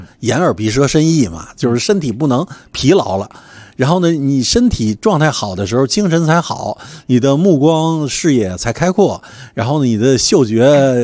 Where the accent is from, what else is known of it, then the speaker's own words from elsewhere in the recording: Beijing, China; 因为我是北京人嘛，每一次都从北京出去以后设计一条线路